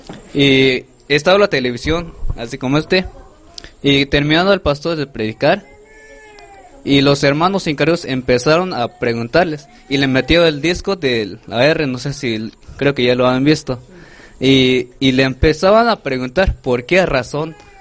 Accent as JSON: {"language": "Spanish", "region": "Chiapas", "country": "Mexico", "said": "Soy de Chiapas, Huichipán, Sombra Carrizal."}